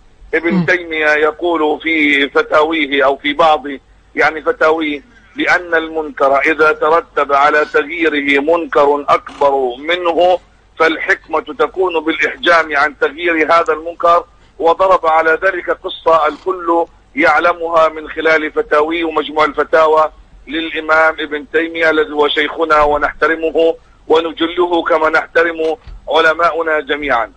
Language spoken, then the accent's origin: Arabic; Gaza, Gaza Strip, Palestine; لكن الحال عندنا في غزة أمر يختلف تماما، الحصار والعدو.